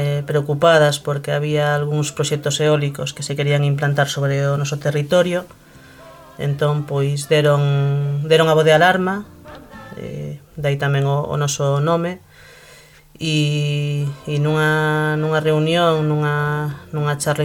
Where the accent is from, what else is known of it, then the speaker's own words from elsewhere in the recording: Filloi, Galicia, Spain; nos vimos de da comarca de Terra de Montes, que está na provincia de Pontevedra, no interior da provincia de Pontevedra, e que abrangue os concellos de Forcarei, de Cerdedo e de Beariz.